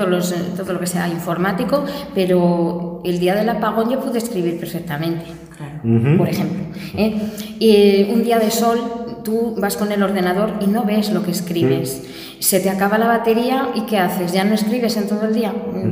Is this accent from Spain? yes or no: yes; Basque Country, Spain; mire, soy vasca, pero tampoco soy idiota.